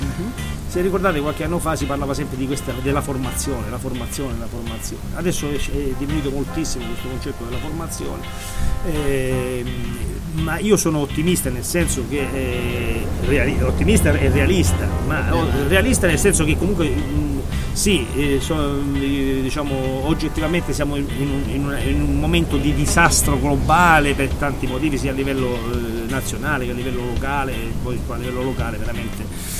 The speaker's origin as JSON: {"language": "Italian", "town": "Reggio Calabria", "region": "Calabria", "country": "Italy", "tie": "born or raised there", "said": "da quando sono nato e cresciuto a Reggio Calabria"}